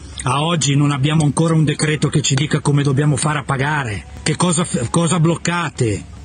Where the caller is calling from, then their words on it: Lombardy, Italy; qua a Brescia, Bergamo, dalle nostre parti